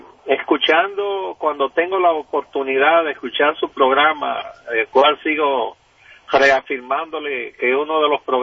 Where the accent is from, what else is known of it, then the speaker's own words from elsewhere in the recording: Dominican Republic; now in United States; yo soy de origen dominicano y me da pena la situación en que está envuelto mi país. Digo, llevo muchos años por acá, por los Estados Unidos